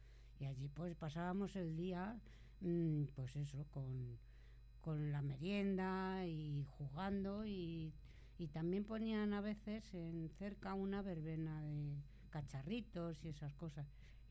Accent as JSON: {"language": "Spanish", "town": "Madrid", "region": "Community of Madrid", "country": "Spain", "said": "yo soy de Madrid. Y claro, donde he vivido, que está aquí cerca, es la colonia del Tercio, pues estaba cerquita."}